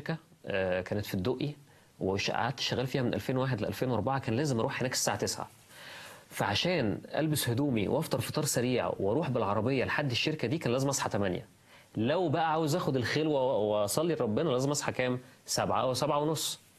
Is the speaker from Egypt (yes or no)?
yes; Egypt; عارف انه تحدي بالذات لينا كمصريين، انا عارف انه تحدي، احنا بنسهر متاخر جدا بالذات بقى في المدن الكبيره